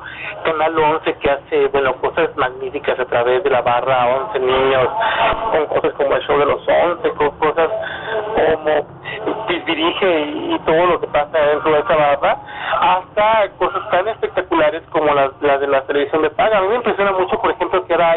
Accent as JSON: {"language": "Spanish", "town": "Monterrey", "region": "Nuevo León", "country": "Mexico", "tie": "born or raised there", "said": "Yo nací en Monterrey, yo vivía en Monterrey"}